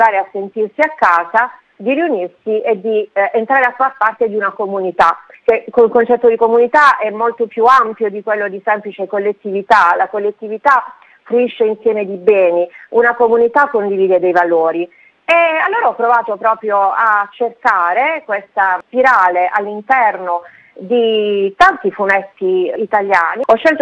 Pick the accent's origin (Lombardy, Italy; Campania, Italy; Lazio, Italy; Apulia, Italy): Apulia, Italy; dico con una punta di orgoglio, essendo pugliese, che proprio dalla Puglia è cominciato questo processo